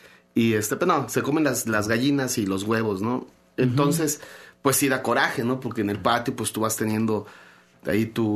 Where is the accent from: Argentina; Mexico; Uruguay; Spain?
Mexico; Chetumal, Quintana Roo; allá en mi tierra, yo soy de Chetumal, Quintana Roo